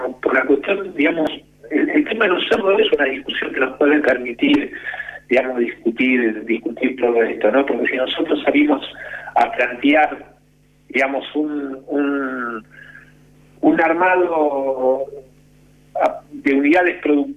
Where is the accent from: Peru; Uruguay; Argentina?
Argentina; no vemos el mar nosotros como argentinos